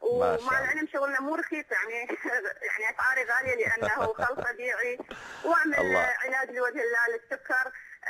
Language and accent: Arabic; Iraq; أنا امرأة من العراق، كنت أعمل بالتجارة